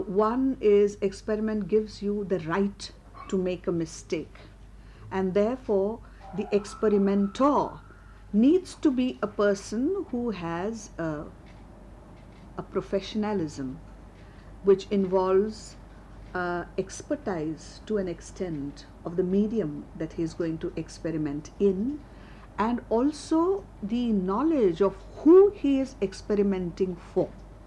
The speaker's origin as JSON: {"language": "English", "town": "Mumbai", "region": "Maharashtra", "country": "India", "first_language": "Marathi", "second_language": "English", "said": "I come from Bombay. My language is Marathi."}